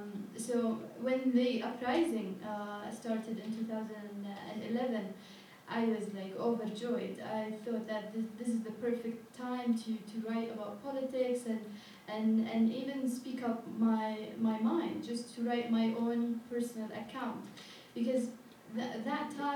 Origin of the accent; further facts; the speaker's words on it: Yemen; Like, I come from Yemen